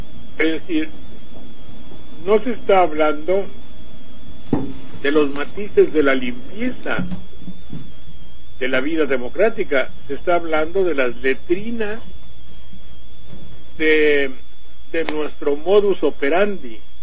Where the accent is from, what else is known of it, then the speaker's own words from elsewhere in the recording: Mexico; siendo un mexicano, sabiendo que nuestro país tiene el 50% de personas